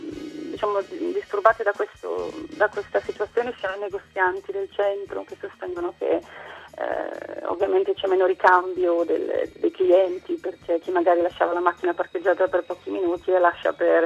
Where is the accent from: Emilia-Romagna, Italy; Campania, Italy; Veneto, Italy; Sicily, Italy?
Emilia-Romagna, Italy; Bologna; Da Bologna.